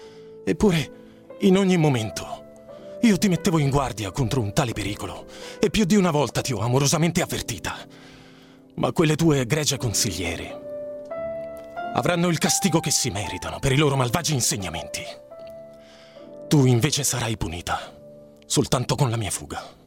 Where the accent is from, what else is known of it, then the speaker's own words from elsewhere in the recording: Ischia, Campania, Italy; now in Rome, Italy; sì. Sono di Ischia.